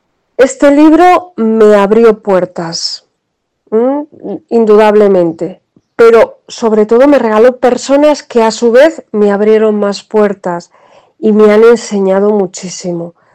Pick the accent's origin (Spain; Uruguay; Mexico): Spain; Quintanadueñas, Castile and León; Quintanadueñas es mi pueblo.